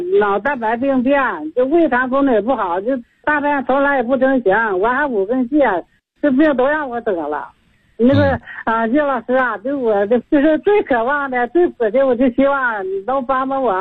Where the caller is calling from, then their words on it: Suihua, Heilongjiang, China; 我是来自龙江绥化的，今年70岁了。